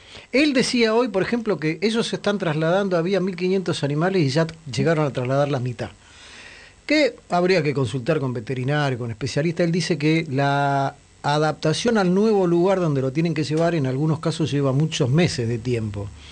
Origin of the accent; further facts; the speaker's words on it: Buenos Aires, Argentina; obviamente, para quienes somos de la Ciudad de Buenos Aires